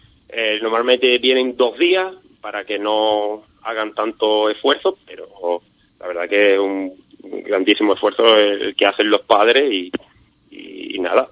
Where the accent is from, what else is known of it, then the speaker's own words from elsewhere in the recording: Ubrique, Andalusia, Spain; la mayoría son de Ubrique, somos 9 de Ubrique